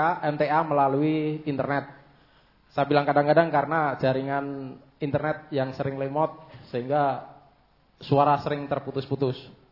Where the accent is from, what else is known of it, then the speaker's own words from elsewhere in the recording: North Kalimantan, Indonesia; Saya dari Kalimantan Timur bagian utara. Kalau sekarang provinsi baru yaitu Kalimantan Utara. … salah seorang penduduk pulau kecil di Kalimantan Timur